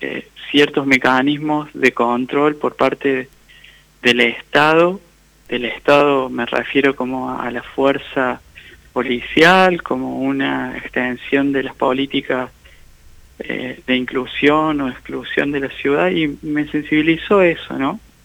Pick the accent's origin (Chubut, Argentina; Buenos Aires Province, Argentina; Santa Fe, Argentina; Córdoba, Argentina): Córdoba, Argentina; Jesús María; also born or lived in Colonia Caroya; Nací en Colonia Carolla y en Jesús María transité como la mayoría de mi infancia y adolescencia.